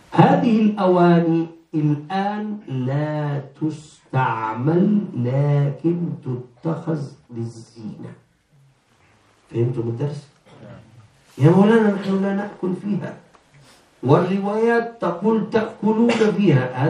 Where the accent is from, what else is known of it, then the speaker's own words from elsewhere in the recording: Egypt; عيد الأم مثلا، إحنا عندنا في مصر عرف عيد الأم نشتري هدايا للمدرسة